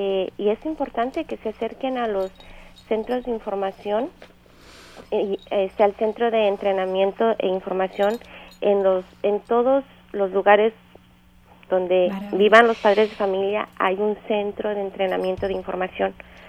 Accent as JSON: {"language": "Spanish", "country": "Colombia", "said": "yo soy de Colombia y en mi país todo el concepto de deshabilidad es muy diferente"}